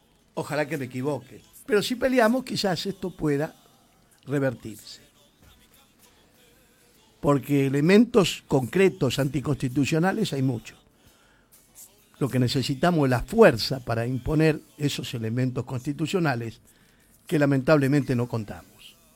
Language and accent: Spanish; Argentina; ¿O creen que somos estúpidos los argentinos?